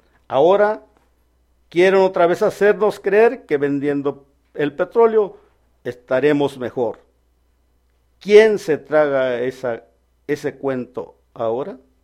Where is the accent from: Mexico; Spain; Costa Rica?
Mexico; la flora, la fauna, el aire que respiramos, significan lo más valioso que tenemos como mexicanos.